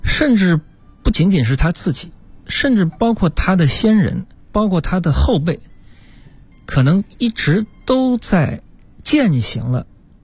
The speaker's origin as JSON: {"language": "Chinese", "town": "Hangzhou", "region": "Zhejiang", "country": "China", "said": "那么因为我是杭州人，这点比较好，那么我就在本地"}